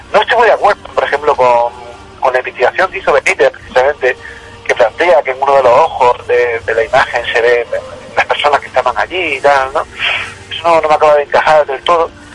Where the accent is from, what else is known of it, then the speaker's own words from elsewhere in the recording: Jaén, Andalusia, Spain; Eso sí, yo soy de Jaén, no se lo diga a la gente de Jaén.